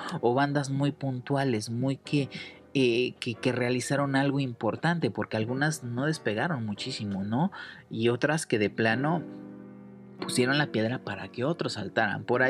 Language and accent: Spanish; Cuernavaca, Morelos, Mexico; Por ahí también todos los que somos de Cuernavaca, ahí llegábamos